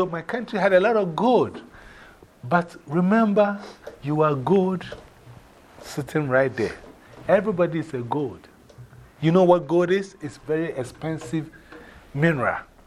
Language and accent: English; Ghana; English is a second language; You know, I remember I told you I'm from Ghana, right? Who remembers the former name of my country?